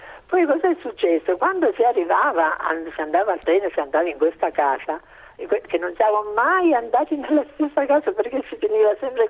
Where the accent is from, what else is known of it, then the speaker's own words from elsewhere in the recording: Sulmona, Abruzzo, Italy; io sono di Sulmona, andavamo al mare a Pescara nel mese di agosto